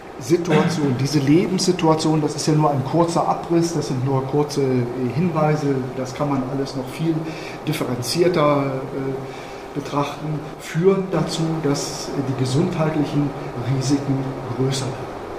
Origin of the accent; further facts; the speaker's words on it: Mönchengladbach, North Rhine-Westphalia, Germany; Ich komme aus Mönchengladbach, habe ich ja vorhin gesagt.